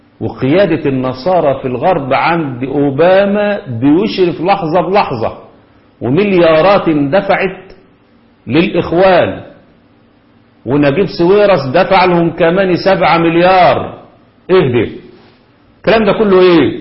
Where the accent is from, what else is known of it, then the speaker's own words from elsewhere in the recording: Kafr El Gedid, Dakahlia, Egypt; في القرية اللي احنا فيها اسمها الكفر الجديد قريتنا،